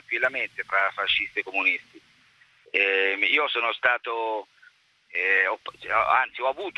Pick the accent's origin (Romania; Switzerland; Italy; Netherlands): Italy; Arezzo, Tuscany; Magari ci picchiavamo ai portici, io sono di Arezzo